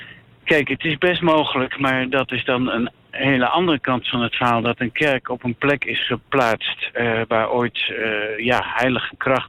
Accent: Hengelo, Overijssel, Netherlands; Maar ik kom uit Hengelo oorspronkelijk.

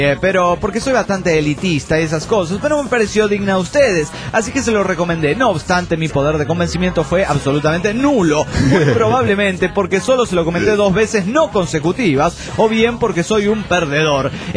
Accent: Cuernavaca, Morelos, Mexico; Está más o menos a unas 6 horas de Cuernavaca, de donde soy yo.

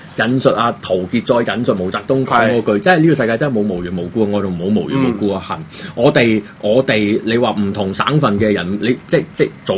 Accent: Hong Kong; 咁你咩時候無端有大嗌我哋香港人？我哋维护紧香港利益

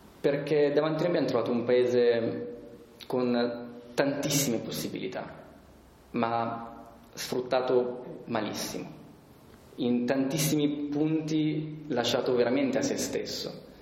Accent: Milan, Lombardy, Italy; noi siamo di Milano quindi ci sentiamo del nord Italia

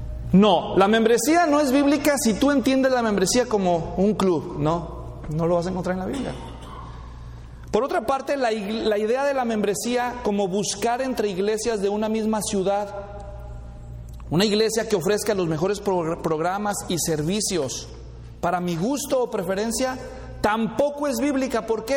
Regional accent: El Salvador; Es hondureño, pues, soy salvadoreño.

